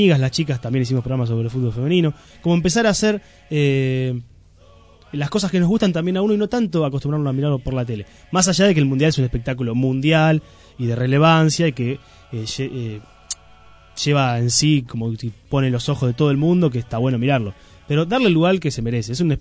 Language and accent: Spanish; Argentina; ahí somos todos argentinos y nos confundimos todos y somos todos lo mismo